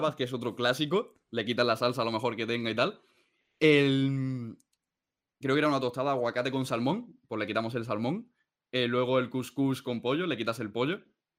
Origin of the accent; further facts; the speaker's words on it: Lucena, Andalusia, Spain; born there; now in Almería, Spain; yo, por ejemplo, vivo en Almería, pero yo nací en Lucena, en Córdoba, ¿no?